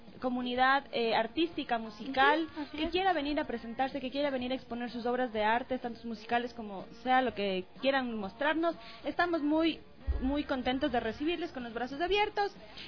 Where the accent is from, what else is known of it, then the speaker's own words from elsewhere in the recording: Quito, Pichincha, Ecuador; yo soy de Quito, aquí con mis dos compañeras.